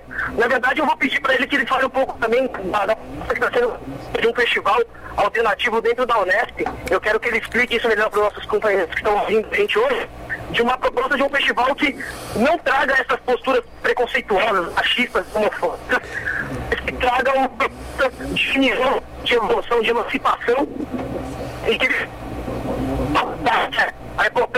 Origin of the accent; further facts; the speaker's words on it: São Paulo, Brazil; Eu sou de São Paulo, capital.